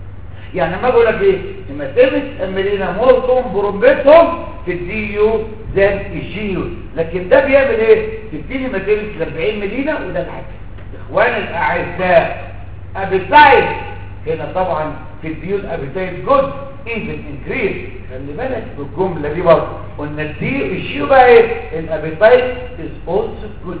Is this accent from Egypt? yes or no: yes; Egypt; انا عن نفسي كده برضه بسميه كده ما انا مصري زيك